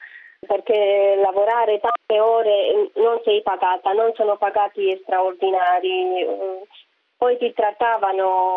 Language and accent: Italian; Romania; now in Italy; Io sono da Romania.